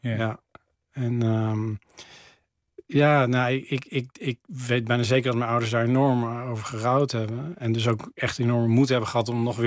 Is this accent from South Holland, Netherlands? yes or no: no; Teteringen, North Brabant, Netherlands; moved away; Dat is in Teteringen, vlakbij Breda.